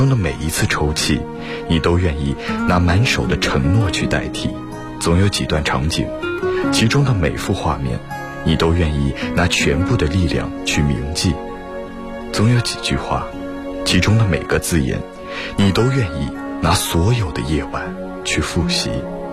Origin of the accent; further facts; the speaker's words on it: Jinhua, Zhejiang, China; 我来自浙江金华，我是一名在校大学生。